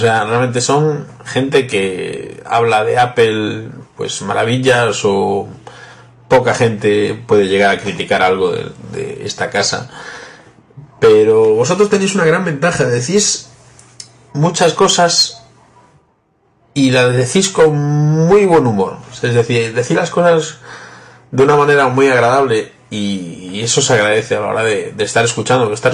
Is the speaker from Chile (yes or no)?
no; Vigo, Galicia, Spain; soy de Vigo, España.